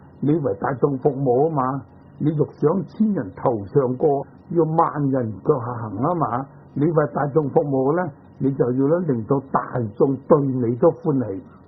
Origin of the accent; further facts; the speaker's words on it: China; 咁我哋中国人咧，所谓文人嘅品性啊，唔中意繁复嘅